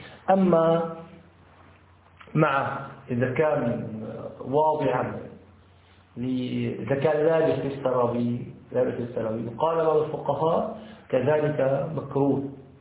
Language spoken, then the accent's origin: Arabic; Syria; يسموه عندنا في الشام الحطة